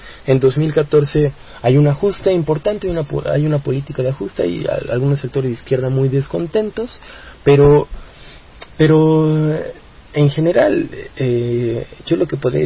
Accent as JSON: {"language": "Spanish", "country": "Mexico", "said": "a nosotros como mexicanos y como jóvenes nos sirve para medir la fuerza que está teniendo el neoliberalismo."}